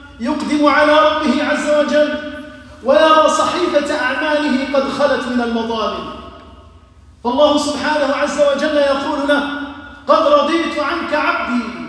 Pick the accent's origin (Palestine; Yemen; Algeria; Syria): Algeria; اللهم احفظ بلدنا الجزائر